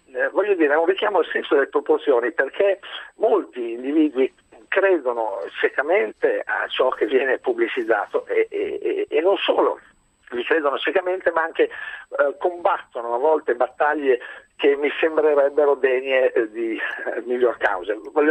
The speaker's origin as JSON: {"language": "Italian", "region": "Emilia-Romagna", "country": "Italy", "said": "io sono emiliano"}